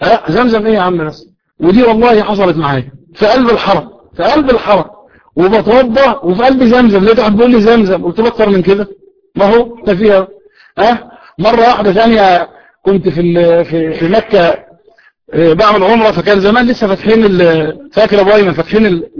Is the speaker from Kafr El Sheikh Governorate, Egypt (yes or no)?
yes; Kafr El Sheikh Governorate, Egypt; قلت له انا من كفر الشيخ.